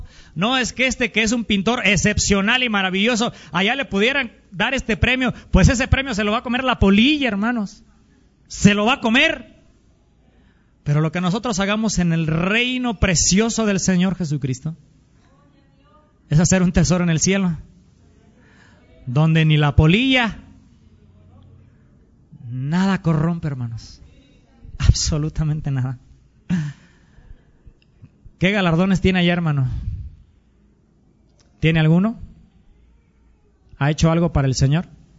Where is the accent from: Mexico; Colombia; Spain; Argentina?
Mexico; Si somos mexicanos, hermanos, más que otra cosa